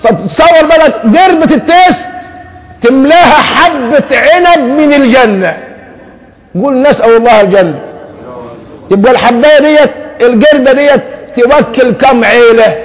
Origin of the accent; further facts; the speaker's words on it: Egypt; ما احنا عندنا في مصر حرسها الله عارفين الفواكه ايه